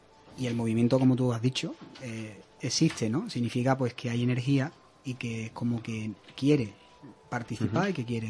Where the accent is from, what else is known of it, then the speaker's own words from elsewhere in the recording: Seville, Andalusia, Spain; nosotros somos muy sevillanos